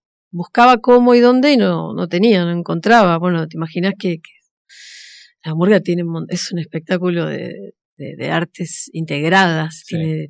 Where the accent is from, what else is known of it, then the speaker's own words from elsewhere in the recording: Pontevedra, Buenos Aires Province, Argentina; Yo soy de Pontevedra